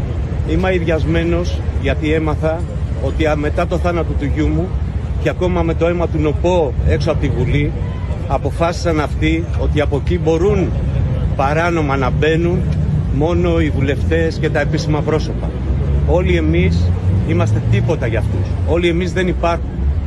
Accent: Greece; Αισθάνομαι ντροπή που είμαι Έλληνας, που είμαι σε μια χώρα που γεννήθηκε η δημοκρατία, η δικαιοσύνη και ο πολιτισμός, όταν συμβαίνουν τέτοια πράγματα στην πατρίδα μου.

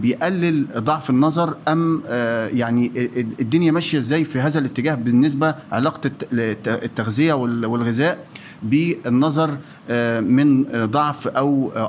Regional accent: Egypt; وحضرتك عارف وانا مصري وحضرتك مصري

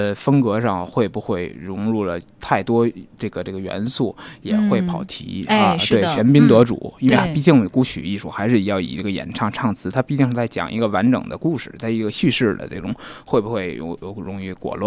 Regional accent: Beijing, China; 我是土生土长的老北京，从小呢在胡同里就听见一些叫卖的声音

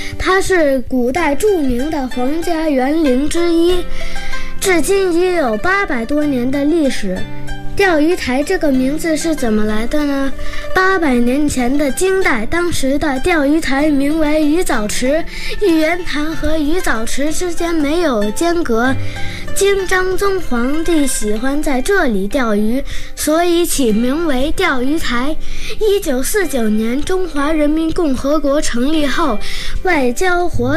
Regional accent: Beijing, China; 京市西城区三里河第三小学一年级的学生。我是一个2010年出生的小北京人，今年正好8岁，标准的10后，生在北京，长在北京，这里是我的家

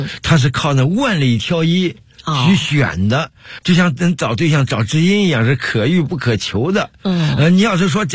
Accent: Henan, China; now in Beijing, China; 你想我是河南人做毛猴来到北京

